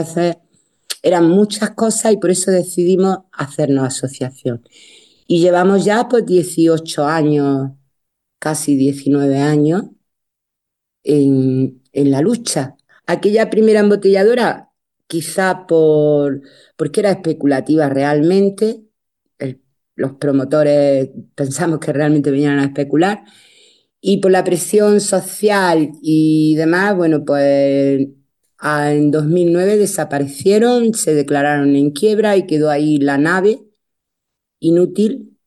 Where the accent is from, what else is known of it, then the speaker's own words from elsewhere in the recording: Dúrcal, Andalusia, Spain; soy de Dúrcal, de un pueblo de la comarca del Valle del Ecrín, muy cerquita de Granada, en el paso entre Granada y la costa